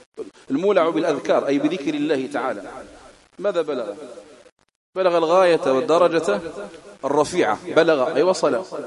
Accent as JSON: {"language": "Arabic", "country": "Algeria", "accent": "Algerian Arabic", "said": "هذا من الأساليب العربية التي بقيت في دارجتنا الجزائرية"}